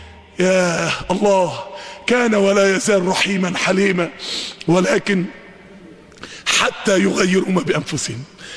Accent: Mansoura, Dakahlia, Egypt; اقبل عندنا في المنصورة

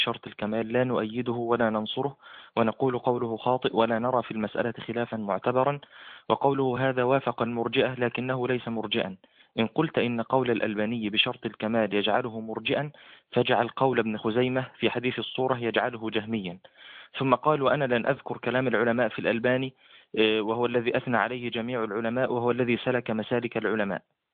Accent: Egypt; أنا من مصر

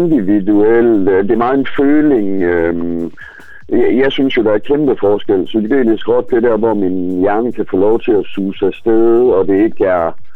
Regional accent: Aarhus, Central Denmark Region, Denmark; Så tænker jeg næsten, at vi skulle følge op med noget fra min hjemby.

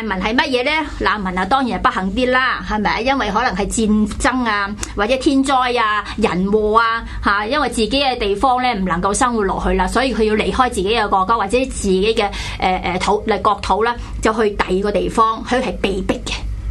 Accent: Hong Kong; 我觉得咧，我哋一定要 claim 翻香港嘅主权，系属于我哋呢班原住民嘅。

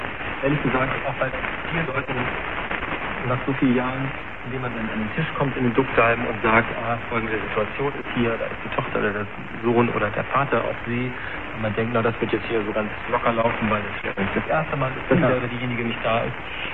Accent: Schleswig-Holstein, Germany; ich bin in Nordfriesland groß geworden, direkt an der Küste. Ich habe auch, meine Mutter stammt von Amrum, also ich bin direkt mit Salzwasser groß geworden.

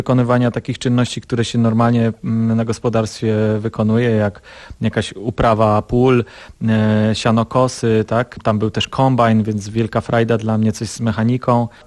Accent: Ustroń, Silesian Voivodeship, Poland; also born or lived in Cieszyn; Urodziłem się w Cieszynie, ale tylko się urodziłem w Cieszynie. Mieszkałem i mieszkam od urodzenia w Ustroniu.

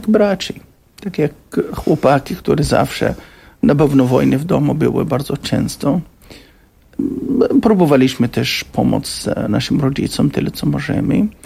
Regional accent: Gaza Strip, Palestine; now in Poland; Ja pochodzę z Strefy Gazy. Cała moja rodzina w Strefie Gazy.

